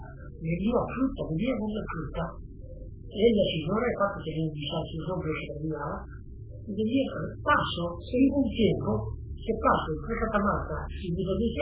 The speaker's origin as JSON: {"language": "Spanish", "country": "Italy", "second_language": "Spanish", "lives_now": "Argentina", "said": "Soy italiano, pero tengo ciudadanía."}